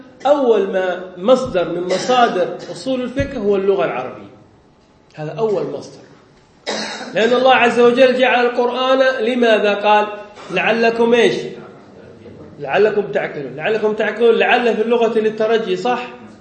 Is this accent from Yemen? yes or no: yes; Yemen; now in Indonesia; حتى عندنا في اليمن نعاني من هذه المشكلة، يعني طلاب العلم فلا يحبون النحو، هنا في اندونيسيا لا بأس